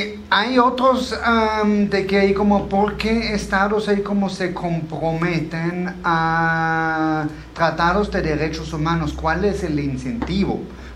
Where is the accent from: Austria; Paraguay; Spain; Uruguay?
Austria; Spanish is a second language; now in Mexico; no, soy de Austria.